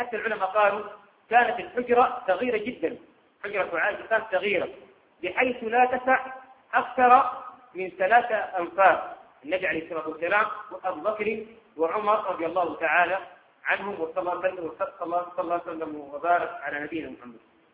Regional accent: Sudan; عندنا في السودان

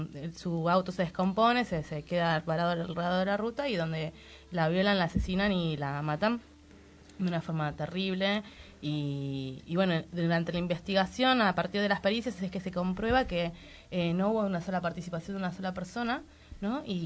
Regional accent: Mar del Plata, Buenos Aires Province, Argentina; Sí, yo soy de Mar del Plata.

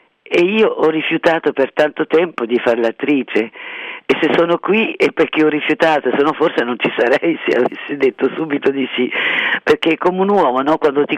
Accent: Tunisia; born there; first language French; Italian is a second language; perché sono nata in Tunisia e la mia prima lingua era il francese.

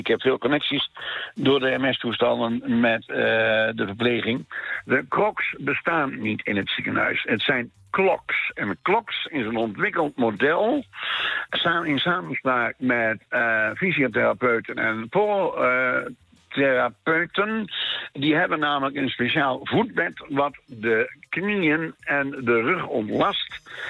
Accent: Overijssel, Netherlands; Dat zijn de boeren vroeger, bij ons in Twente.

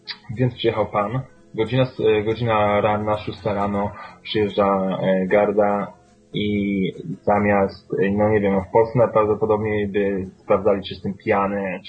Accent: Łódź, Łódź Voivodeship, Poland; ja jestem łodzianinem i po prostu jestem z dzielnicy takiej, gdzie miałem styczność z policją

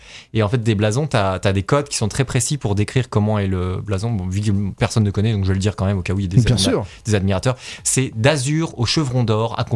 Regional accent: Bourgogne-Franche-Comté, France; born there; Voilà, ma région natale, la Bourgogne, que je salue.

